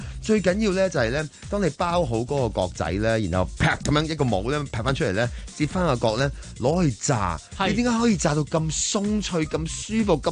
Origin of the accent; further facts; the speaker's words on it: China; 我哋中國人咧，即係喺呢個新春期間咧